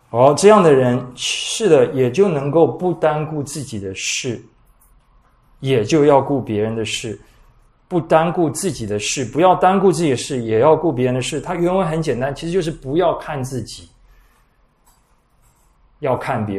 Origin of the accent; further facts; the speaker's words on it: China; 谦卑也不是我们中国人所谓阿谀奉承的谦虚。